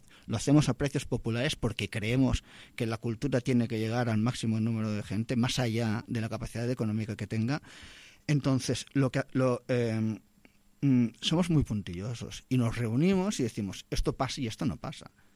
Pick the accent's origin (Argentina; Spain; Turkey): Spain; Barcelona, Catalonia; yo soy del Guinardó, aunque conozco muy bien el Raval y todo el centro histórico.